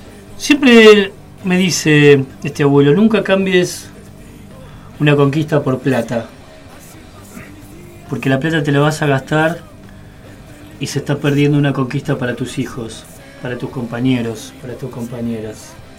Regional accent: Buenos Aires, Argentina; como soy de Parque Patricios

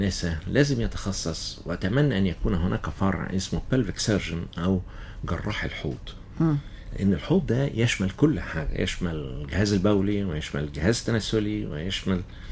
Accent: Cairo, Cairo Governorate, Egypt; إنما بدأنا فيها برضو طفولتي كانت في القاهرة.

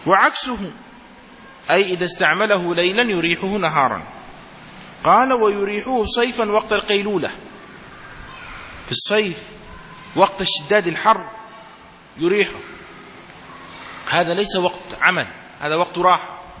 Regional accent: Yemen; عندنا في اليمن عندما تشاهد الصور القديمة

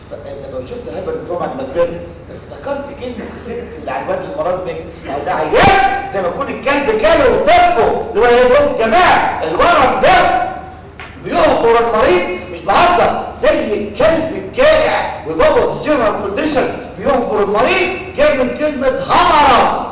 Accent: Egypt; عندنا في مصر تحكي لغه بلدنا كده

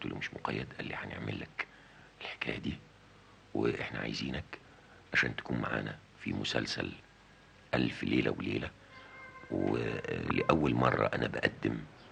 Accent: Port Said, Port Said Governorate, Egypt; وأنا ما زلت في بلدي بورسعيد كنت أتابعها شأن كل المصريين

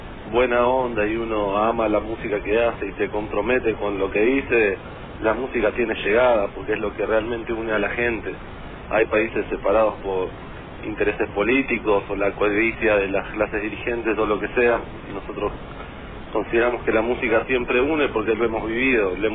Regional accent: Patagonia, Argentina; Nosotros somos todos oriundos de la Patagonia, así que también hemos tocado por ahí.

